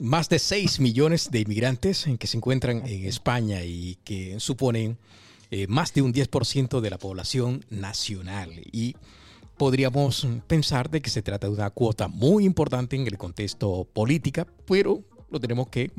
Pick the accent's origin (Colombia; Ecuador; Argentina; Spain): Colombia; porque soy de origen colombiano, que ese es un asunto pendiente en el contexto latinoamericano. Los colombianos tenemos la democracia más antigua de América Latina